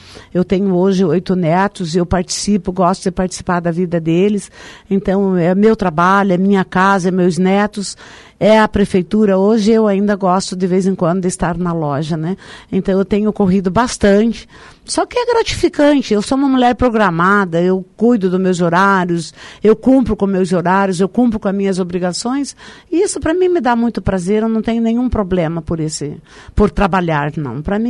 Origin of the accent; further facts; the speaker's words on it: Três Passos, Rio Grande do Sul, Brazil; now in Foz do Iguaçu, Brazil; Nasci em Três Passos, Rio Grande do Sul, sou gaúcha.